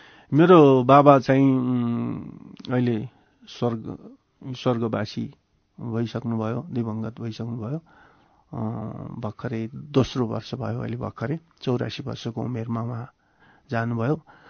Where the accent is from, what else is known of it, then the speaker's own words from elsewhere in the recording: Dharan, Koshi Province, Nepal; also born or lived in Varanasi; now in Kathmandu, Nepal; 15 सालमा म धरानमा जन्मेँ, मेरो बाल्यकाल त्यहीँ बित्यो, मैले एसएलसीसम्म त्यहीँ पढेँ, प्लस टू पनि त्यहीँ पढेँ, अहिलेको भाषामा प्लस टू, त्यतिखेर संस्कृत मैले पढेँ उत्तर मध्यमा त्यहीँ। त्यसपछि म बनारस गएँ, शास्त्री आचार्य संस्कृतमा मैले त्यहीँ अध्ययन गरेँ।